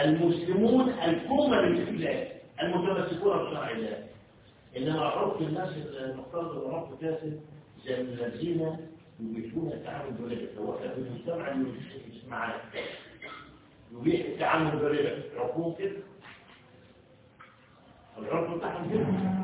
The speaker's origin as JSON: {"language": "Arabic", "country": "Egypt", "said": "في عهدنا وفي عصرنا وخاصة احنا مصريين صارت اللغة نفسها منسية"}